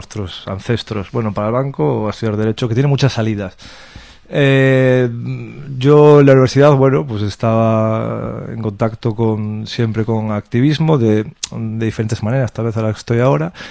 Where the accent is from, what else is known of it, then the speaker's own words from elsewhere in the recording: Galicia, Spain; now in Barcelona, Spain; yo vine a Barcelona, soy gallego, cambiando de aires, cambio de vida personal